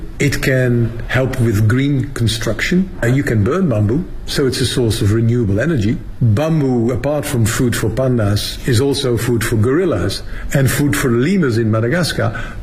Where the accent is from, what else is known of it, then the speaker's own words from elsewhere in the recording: Netherlands; now in Beijing, China; I'm actually from the Netherlands originally, but I'm currently the director general of the International Bamboo and Rattan Organization, based here in Beijing, in China.